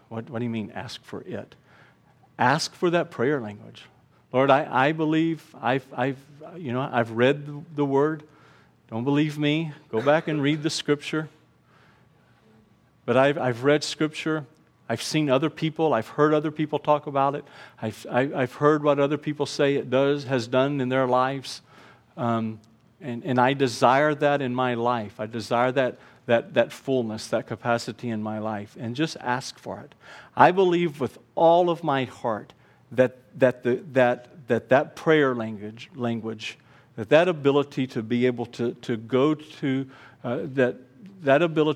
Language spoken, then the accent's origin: English; Houston, Texas, United States; born there; in my head, I said I was born in Houston.